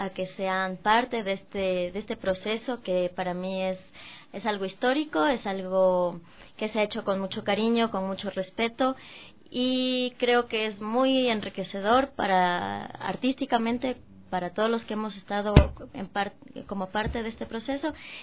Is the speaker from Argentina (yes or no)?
no; Ecuador; enfrentarme a la danza ecuatoriana, digo, me parece como... Y lógico que haya tanta riqueza en mi país